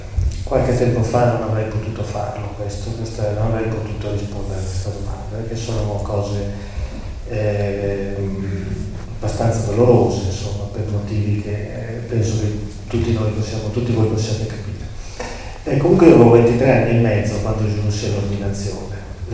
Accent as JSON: {"language": "Italian", "region": "Lombardy", "country": "Italy", "tie": "born or raised there", "said": "Io sono di chiarissime, purissime origini siciliane, ma sono nato e cresciuto in Brianza, in provincia di Milano"}